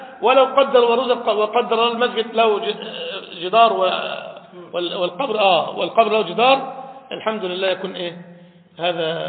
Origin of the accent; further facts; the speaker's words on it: Egypt; هل دفن عندنا في مصر ولا في العراق